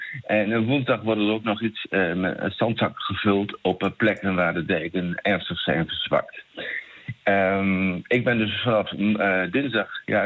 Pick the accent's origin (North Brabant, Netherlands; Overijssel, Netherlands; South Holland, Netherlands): Overijssel, Netherlands; Kampen; Ik kom zelf dan uit Kampen